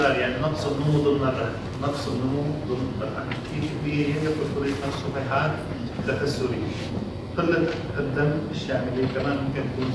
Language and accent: Arabic; Syria; الحشيش عندنا بسوريا ما هو مشرع